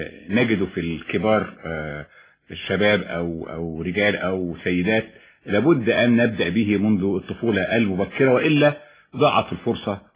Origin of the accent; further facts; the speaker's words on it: Cairo, Cairo Governorate, Egypt; born there; انا اتولدت في القاهرة. نعم. ولو ان يعني والدي والدتي من المنيا.